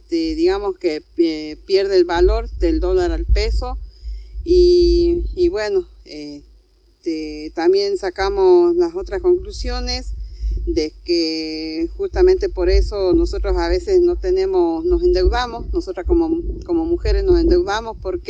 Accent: Salta, Argentina; soy de Salta, departamento de General Güemes

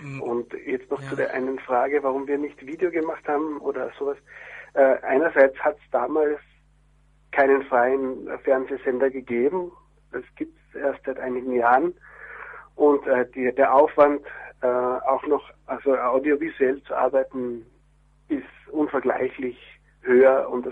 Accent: Carinthia, Austria; also born or lived in Prague; now in Vienna, Austria; geflüchtet mit politischem Asyl nach Österreich im Jahr 1980 mit meinen Eltern. Bin in Kärnten aufgewachsen, das ist ganz im Süden von Österreich, und bin dann zum Studium nach Wien gekommen

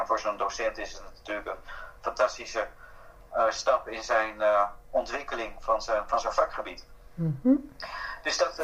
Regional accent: Pasto, Nariño, Colombia; Dutch is a second language; Ik kom uit het zuiden van Colombia, Pasto. En Pasto is een van de armste gebieden van Colombia.

